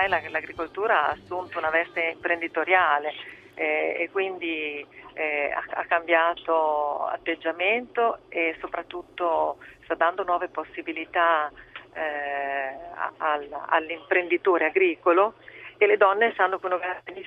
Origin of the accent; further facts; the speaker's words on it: Medolla, Emilia-Romagna, Italy; io purtroppo risiedo nell'area del terremoto, perché sono di Medolla proprio